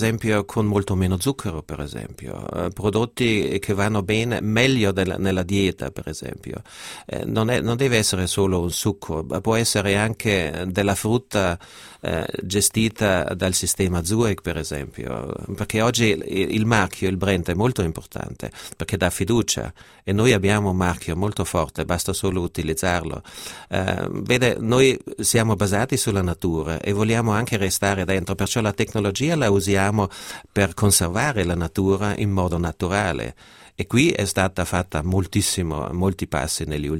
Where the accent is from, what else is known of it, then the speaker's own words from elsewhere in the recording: Trentino-Alto Adige, Italy; born there; io che sono nato in Alto Adige, dove c'è sempre un gran turismo